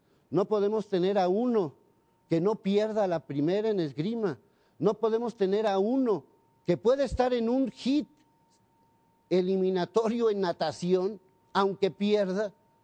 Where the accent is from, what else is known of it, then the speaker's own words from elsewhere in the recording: Mexico; Pero soy mexicano y estoy verdaderamente indignado